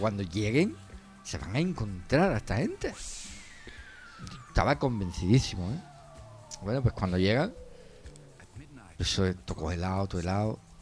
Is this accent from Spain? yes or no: yes; Jerez, Andalusia, Spain; En 1980 tenía yo 15 años. Lo compré en La Escalerilla. Los que soy de Jerez lo sabéis dónde está.